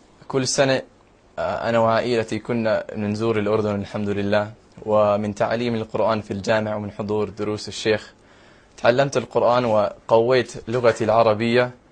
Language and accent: Arabic; United States; born there; Arabic is a second language; أنا مولود في أمريكا الولايات المتحدة، وعمري 17 سنة